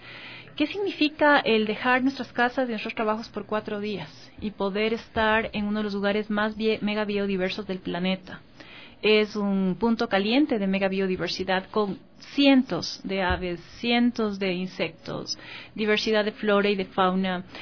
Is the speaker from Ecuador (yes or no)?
yes; Ecuador; algunas personas que venimos de acá del Ecuador